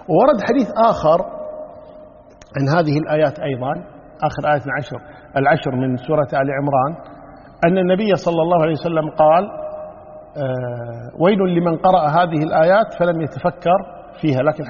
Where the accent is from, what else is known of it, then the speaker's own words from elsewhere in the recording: Kuwait; ونحن عندنا في الكويت هنا النساء شو يقولون؟